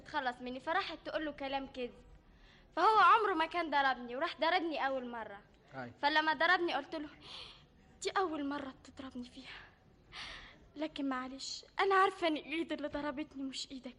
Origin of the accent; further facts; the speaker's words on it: Egypt; born there; طبعا ما دام مولوده في مصر وماما وبابا كلهم مولودين في مصر يبقى مصر تبقى